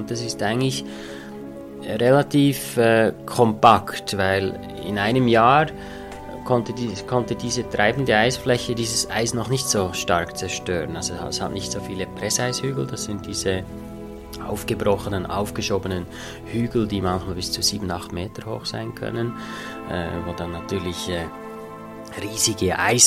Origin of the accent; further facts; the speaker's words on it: Interlaken, Bern, Switzerland; Und dann bin ich eigentlich natürlich prädestiniert durch den Ort, wo ich aufgewachsen bin. Interlaken liegt mitten im Zentrum der Schweizer Alpen